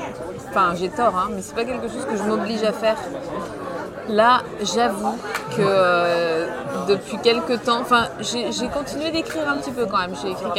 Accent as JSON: {"language": "French", "town": "Nantes", "region": "Pays de la Loire", "country": "France", "lives_now": "Paris, France", "said": "Je suis provinciale, hein. Je suis de Nantes."}